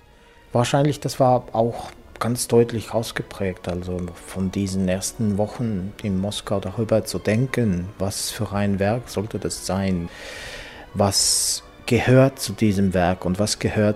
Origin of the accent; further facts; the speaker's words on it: Estonia; German is a second language; moved away as an adult; also born or lived in Finland / Sweden; now in Berlin, Germany; Ich bin ja 18 gewesen, bin ich aus Estland umgezogen.